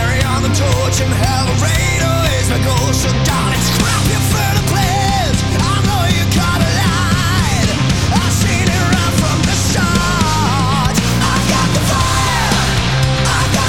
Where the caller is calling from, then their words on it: Bilbao, Basque Country, Spain; Somos una pareja de Bilbo que nos gusta el heavy metal